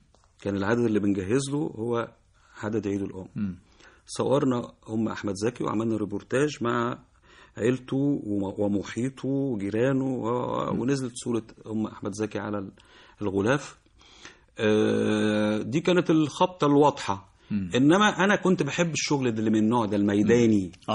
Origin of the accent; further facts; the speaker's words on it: Zagazig, Sharqia Governorate, Egypt; من الزقازيق من حي الحسينيه بيني وبينه 4 شوارع بالظبط.